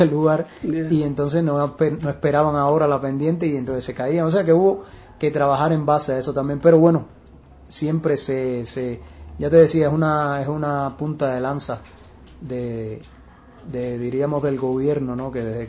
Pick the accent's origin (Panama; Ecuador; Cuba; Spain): Cuba; Sancti Spíritus; yo soy cubano y soy de una de las primeras 7 villas fundadas en Cuba, en el centro del país, que se llama Santi Espíritu, que es en latín, por supuesto, ¿no? Que es Espíritu Santo el nombre. Y fue fundada en 1514.